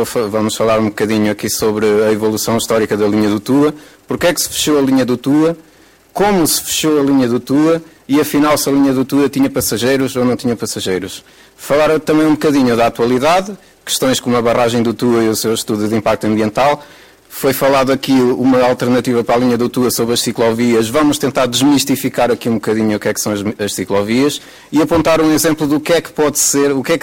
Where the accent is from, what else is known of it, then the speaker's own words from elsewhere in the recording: Vinhais, Norte, Portugal; sou daqui da região, sou de Vinhais, sou utente da linha do Tua desde 1994.